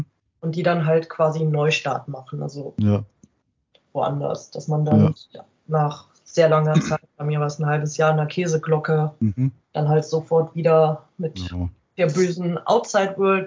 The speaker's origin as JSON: {"language": "German", "town": "Mönchengladbach", "region": "North Rhine-Westphalia", "country": "Germany", "tie": "born or raised there", "said": "Also ich bin gebürtige Mönchengladbacherin und bin da halt natürlich mit Borussia sozialisiert worden."}